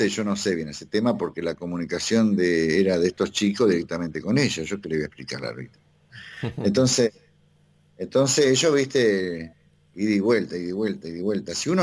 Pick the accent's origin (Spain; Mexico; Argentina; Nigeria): Argentina; a lo mejor yo también, porque soy argentino y me dediqué a la astronomía